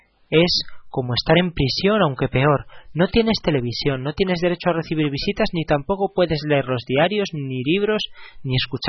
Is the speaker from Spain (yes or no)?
yes; Zamora, Castile and León, Spain; y allí en mi ciudad murió en 1905.